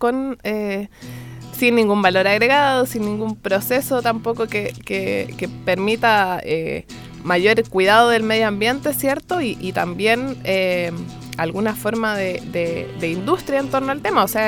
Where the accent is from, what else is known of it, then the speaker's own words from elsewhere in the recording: Chile; nosotros como pueblo chileno también, mestizo